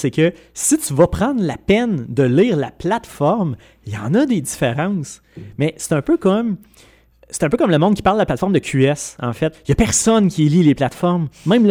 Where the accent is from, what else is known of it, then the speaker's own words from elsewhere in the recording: Quebec, Canada; Et je vais même me donner une petite supériorité en tant que Québécois